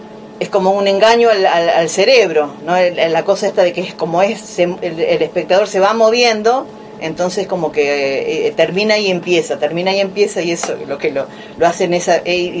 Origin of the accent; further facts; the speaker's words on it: Buenos Aires, Argentina; Yo que vengo de Buenos Aires, uno está acostumbrado a ver obras de larga duración